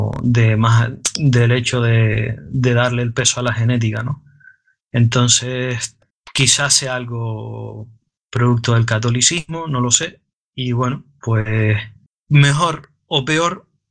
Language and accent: Spanish; Canary Islands, Spain; como se dice en Canarias, en mi tierra